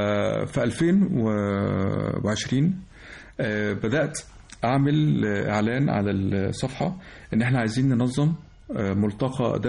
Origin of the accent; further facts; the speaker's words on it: Egypt; احنا كبيئة مصرية نشأنا في شكل مختلف، فمن صغرنا بنسمع الإذاعة المصرية، بنشاهد أفلام سينمائية، بنسمع موسيقى مصرية أصيلة، كل العوامل دي شكلت ملامحنا،